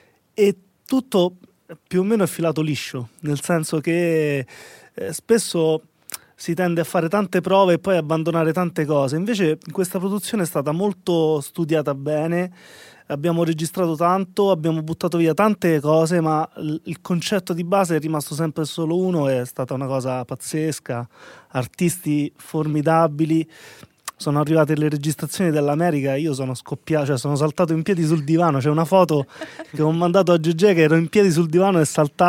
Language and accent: Italian; Sutri, Lazio, Italy; Io provengo da un background provinciale, no? Vengo dalla provincia di Viterbo, da Sutri in particolare